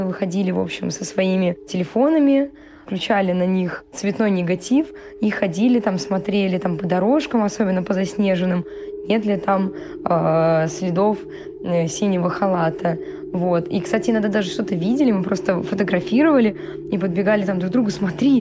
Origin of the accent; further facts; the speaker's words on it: Novocheboksarsk, Chuvashia, Russia; Я из Новочебоксарска, и у нас в новочебоксарской школе была такая легенда про синий халат.